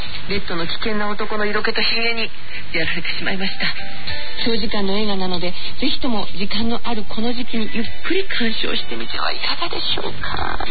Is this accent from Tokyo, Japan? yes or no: no; Okayama, Japan; 私の地元岡山であり、馴染みの風景が盛りだくさん。